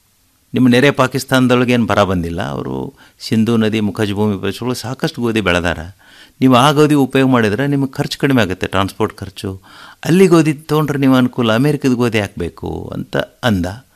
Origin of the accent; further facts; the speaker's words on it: Morab, Karnataka, India; ನಮ್ಮೂರಲ್ಲಿ, ನಾವು ಮೊರಬ್ ಗ್ರಾಮದ ನಮ್ಮದು